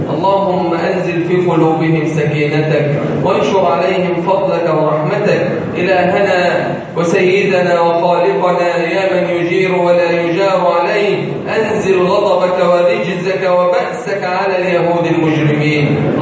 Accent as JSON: {"language": "Arabic", "country": "Egypt", "said": "بلدنا مصر"}